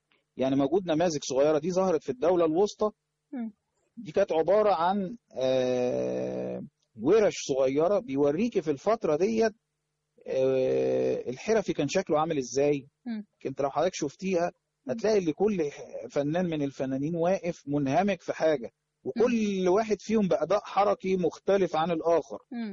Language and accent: Arabic; Cairo, Cairo Governorate, Egypt; انا طبعا يعني من مواليد الدرب الاحمر، عشت حياتي طبعا في المنطقه ديت،